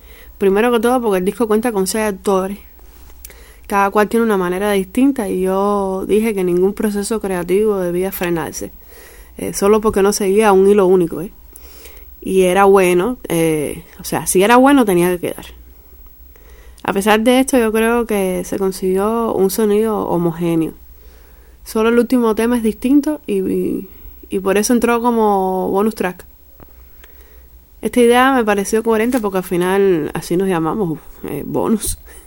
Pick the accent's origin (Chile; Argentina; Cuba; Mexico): Cuba; Y mientras uno decía que somos españoles, otro decía que somos colombianos. Y yo les decía, bueno, yo les escribí, les dije que no, que de Cuba y tal